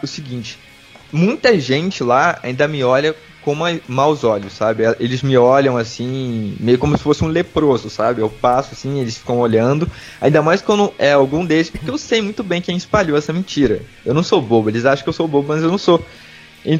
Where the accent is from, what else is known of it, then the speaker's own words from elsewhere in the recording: Rio de Janeiro, Brazil; eu sou do litoral do Rio, né, cara. Aqui a gente pega sol direto. É. Eu moro de frente pra praia.